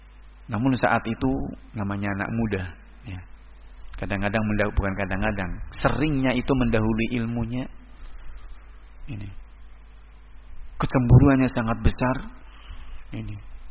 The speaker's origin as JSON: {"language": "Indonesian", "town": "Surakarta", "region": "Central Java", "country": "Indonesia", "said": "Apalagi saya datang dari Solo, ikonnya kesyirikan."}